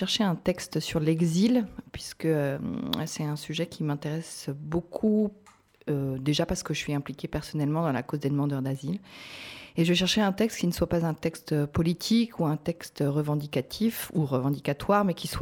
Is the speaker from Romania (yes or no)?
no; France; moved away; Je suis partie de France il y a 3 ans à l'époque.